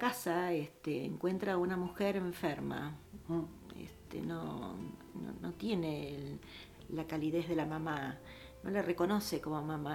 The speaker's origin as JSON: {"language": "Spanish", "region": "Kyiv", "country": "Ukraine", "said": "Somos de Kiev."}